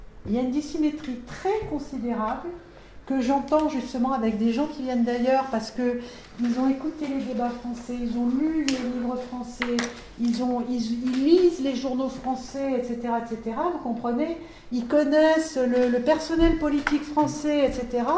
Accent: France; je suis française d'origine. Je suis française d'origine, mais je ne suis pas d'origine française.

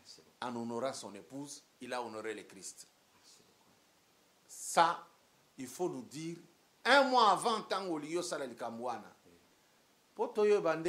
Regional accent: Lubumbashi, Haut-Katanga, DR Congo; il y a quelque chose chez nous à Lumbashi

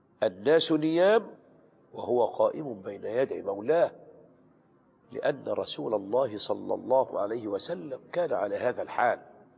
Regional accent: Qalyubia, Egypt; علمت عن واحد من الصالحين كان من الفلاحين في بلدتنا، يعني في مصر في القليوبية

